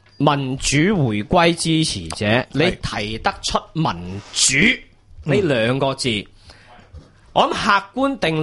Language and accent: Cantonese; China; 我哋系中国人。